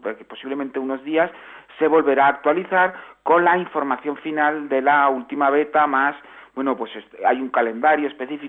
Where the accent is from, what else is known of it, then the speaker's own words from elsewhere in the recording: Aragon, Spain; yo soy aragonés y también se celebra en mi tierra este día como Día de la Región